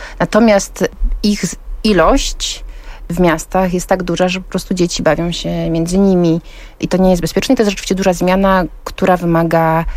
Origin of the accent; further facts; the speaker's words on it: Połaniec, Świętokrzyskie Voivodeship, Poland; No ja jestem z Połańca, z małej miejscowości Świętokrzyskiej, więc jakby wychowywałam się pod blokiem